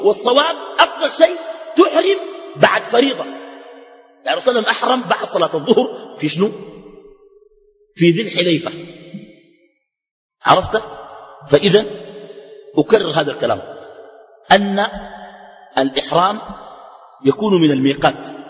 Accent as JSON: {"language": "Arabic", "country": "Sudan", "said": "عندنا في السودان"}